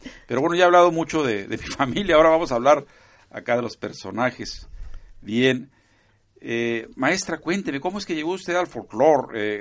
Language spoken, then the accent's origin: Spanish; Tijuana, Baja California, Mexico; born there; yo soy de Jalisco prácticamente. O sea, yo nací en Tijuana. Al año que llegamos a Tijuana, en el 52... En el 53 nací, pero la comida, la música, sí. las tradiciones religiosas, todos venían de Jalisco